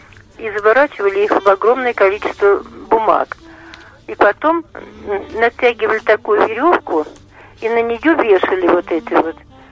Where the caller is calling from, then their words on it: Ulyanovsk, Ulyanovsk Oblast, Russia; Я из Ульяновска звоню.